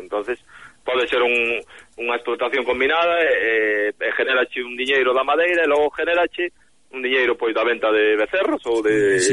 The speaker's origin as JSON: {"language": "Galician", "town": "Alto do Vieiro", "region": "Galicia", "country": "Spain", "said": "eu son do Alto do Vieiro"}